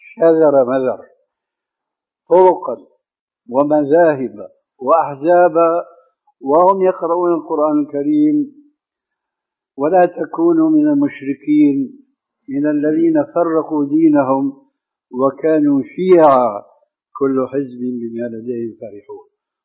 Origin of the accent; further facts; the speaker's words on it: Damascus, Damascus Governorate, Syria; كما يقولون عندنا في دمشق بدها الزكتار